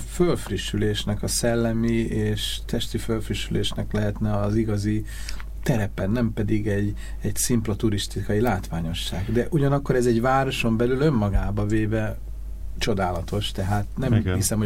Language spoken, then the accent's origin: Hungarian; Budapest, Hungary; ott születtem, tehát nekem a Duna az egy természetes közelségű valami.